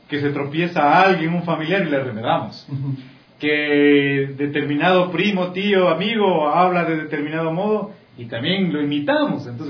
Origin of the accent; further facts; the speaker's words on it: Quito, Pichincha, Ecuador; porque así somos los quiteños, tenemos sal, somos divertidos, somos alegres, somos entusiastas